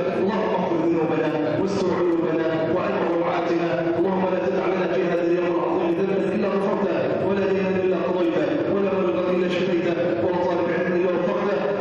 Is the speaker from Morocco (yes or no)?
no; Egypt; بلادنا مصر